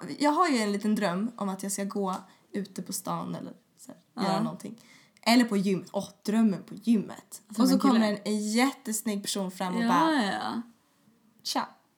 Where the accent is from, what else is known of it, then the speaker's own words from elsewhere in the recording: Sweden; Som svensk. Det känns lite så här djupt rotad för att man är svensk.